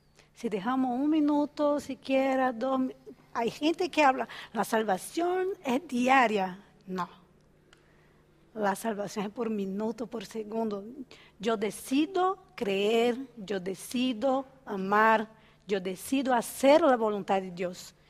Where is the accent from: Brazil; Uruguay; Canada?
Brazil; Spanish is a second language; soy de Brasil y paso harto frío a veces